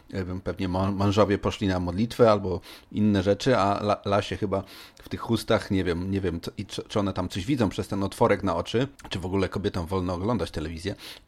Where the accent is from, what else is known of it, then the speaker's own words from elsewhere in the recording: Poznań, Greater Poland Voivodeship, Poland; born there; w mieście, gdzie się urodziłem, czyli w Poznaniu